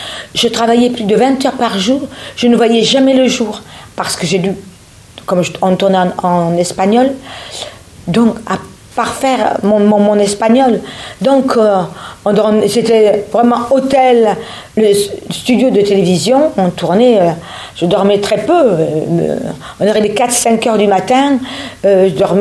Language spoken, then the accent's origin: French; Avignon, Provence-Alpes-Côte d'Azur, France; Je vais chez moi en Avignon, 2 jours.